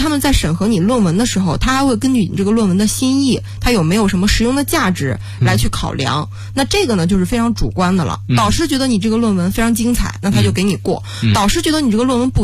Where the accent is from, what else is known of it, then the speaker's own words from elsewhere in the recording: China; 所以我们中国人讲究味道嘛，那边就很淡，所以你肯定到那就吃不惯。